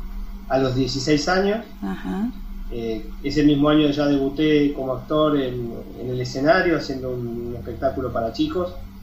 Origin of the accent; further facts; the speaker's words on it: La Plata, Buenos Aires Province, Argentina; Yo soy de La Plata, ¿no? Vale recordarlo.